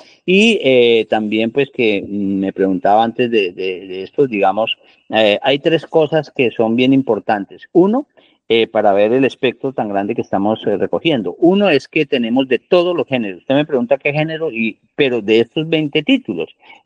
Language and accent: Spanish; Colombia; uno como colombiano está en primera fila con la Filbo